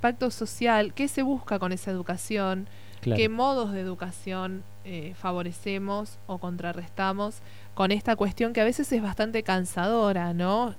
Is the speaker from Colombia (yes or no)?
no; Argentina; Pero somos argentinos.